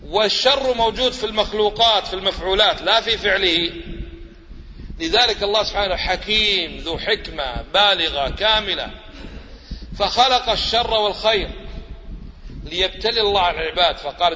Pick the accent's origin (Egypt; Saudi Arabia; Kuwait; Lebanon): Kuwait; أليس هذا حقيقة ولا بس عندنا في الكويت؟